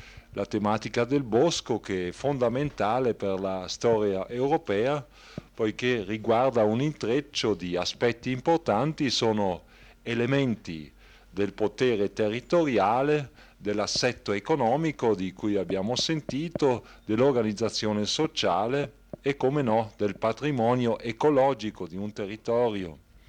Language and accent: Italian; Brixen, Trentino-Alto Adige, Italy; non posso dire poiché io sono di Bressanone.